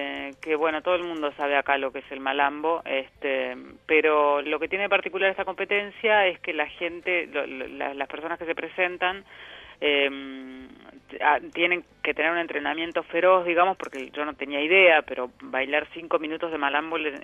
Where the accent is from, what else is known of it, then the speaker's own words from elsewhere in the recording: Junín, Buenos Aires Province, Argentina; yo nací ahí en Junín.